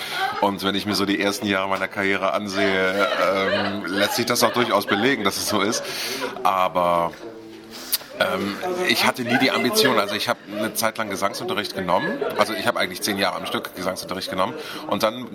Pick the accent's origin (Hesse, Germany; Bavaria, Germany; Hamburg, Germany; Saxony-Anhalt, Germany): Hamburg, Germany; Also hamburgischer geht's gar nicht mehr. Ich bin Hamburger, in Hamburg geboren, meine Eltern sind Hamburger, meine Großeltern, also sowohl mütterlicher als auch väterlicherseits, alles Hamburger Originale.